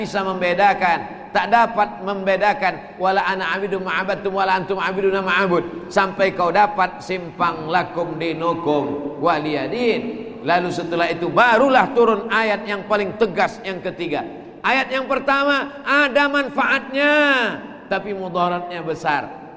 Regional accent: Sumatra, Indonesia; Dan saya walaupun datang dari Sumatera, maka insya Allah dimasukkan dalam kloter Halmahera Utara.

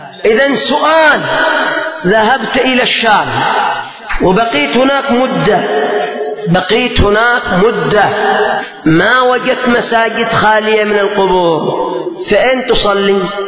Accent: Yemen; بخلاف يعني عندنا في اليمن الحمد لله الخير منتشر

